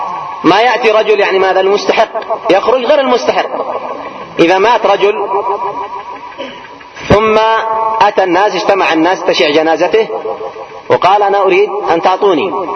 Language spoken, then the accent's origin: Arabic; Yemen; قلنا عندنا في اليمن